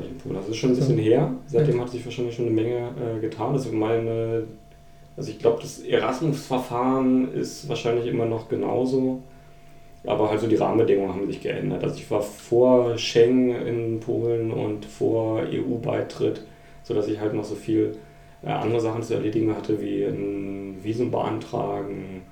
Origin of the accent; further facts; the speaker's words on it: Berlin, Germany; Ich komme aus Berlin, wohne jetzt wieder in Berlin